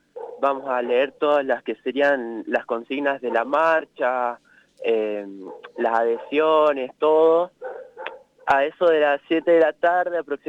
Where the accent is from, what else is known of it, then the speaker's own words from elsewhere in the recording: General Pico, La Pampa, Argentina; born there; Sí, yo nací acá en General Pico